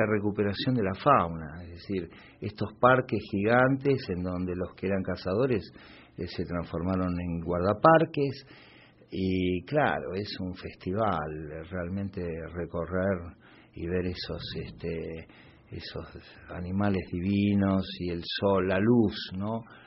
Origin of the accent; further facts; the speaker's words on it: Posadas, Misiones, Argentina; born there; cuando yo nací mi familia estaba en Posadas, y bueno, se iba moviendo por todo el país.